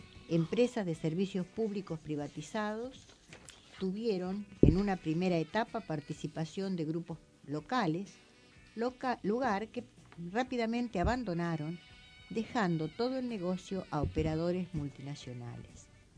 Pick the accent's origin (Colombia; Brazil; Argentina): Argentina; nosotros como argentinos contamos con la pampa húmeda